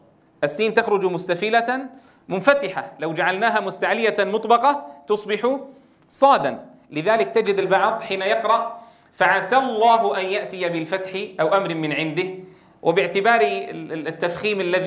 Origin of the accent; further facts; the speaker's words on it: Syria; بعض كبار السن عندنا في سوريا الذين يعني لم يتدرب في على قراءة القرآن الكريم فصيحا